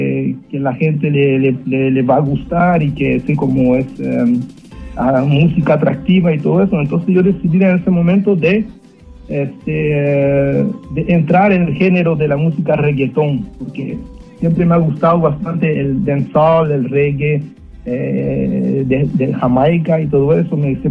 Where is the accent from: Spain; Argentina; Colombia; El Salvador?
El Salvador; nunca olvidé mis raíces mías, que son latinas, vengo de El Salvador.